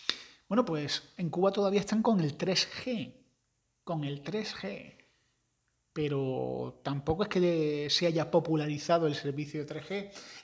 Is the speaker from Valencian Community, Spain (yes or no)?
no; Andalusia, Spain; Yo que soy andaluz y que soy graciosete, me llevo muy bien con ellos.